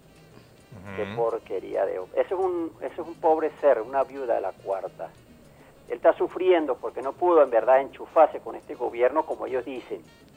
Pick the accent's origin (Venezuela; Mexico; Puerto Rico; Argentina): Venezuela; somos venezolanos